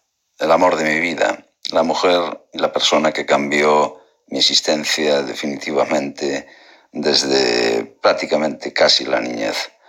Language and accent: Spanish; Ferrol, Galicia, Spain; Soy gallego, del norte de España, de la localidad de Ferrol, Narón, un lugar muy bonito.